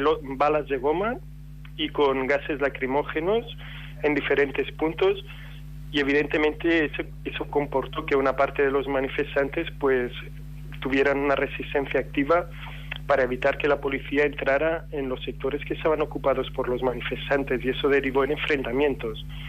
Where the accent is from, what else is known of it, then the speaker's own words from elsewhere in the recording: Barcelona, Catalonia, Spain; porque yo soy de Barcelona, volví, hoy estoy trabajando, tuve que volver a mi trabajo a Barcelona.